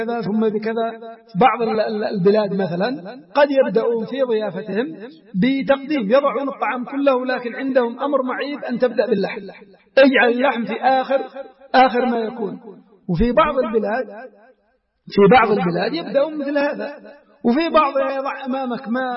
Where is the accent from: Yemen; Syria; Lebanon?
Yemen; بل هناك في بعض الأماكن عندنا في اليمن في بعض المديريات العرف مثل هذا